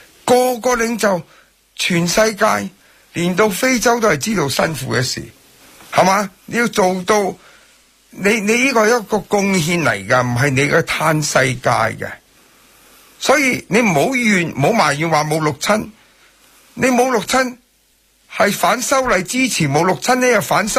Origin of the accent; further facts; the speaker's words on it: Hong Kong; 我們香港人因為你的行動私人的行動做到這樣